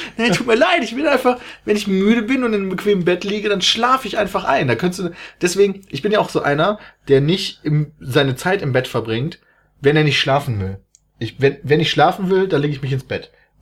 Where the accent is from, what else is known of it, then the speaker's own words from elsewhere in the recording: Germany; ich komme aus Deutschland.